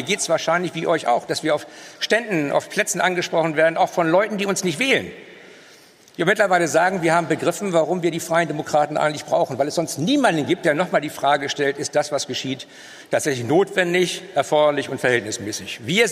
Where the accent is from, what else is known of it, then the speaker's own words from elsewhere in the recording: Northern Germany, Germany; ich komme ja aus dem Norden, habe deshalb auch einen intensiveren Kontakt nach Dänemark